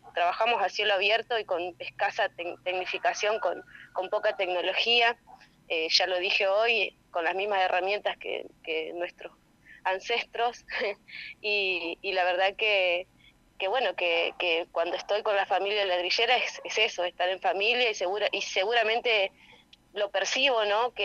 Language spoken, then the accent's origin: Spanish; Santa Elena, Entre Ríos, Argentina; Yo soy de Santa Elena, Entre Ríos, en el norte entrerriano, y mis bisabuelos desde 1905 se plantaron acá a hacer ladrillos, 5 generaciones, yo soy la quinta